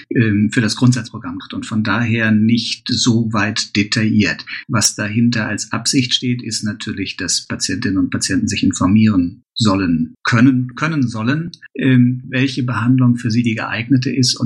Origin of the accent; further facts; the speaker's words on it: Berlin, Germany; ich komme aus Berlin